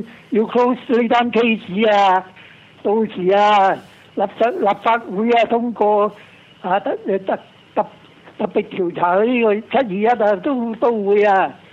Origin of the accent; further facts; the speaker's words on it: Hong Kong; 唔係同我哋香港人交代係次要嘅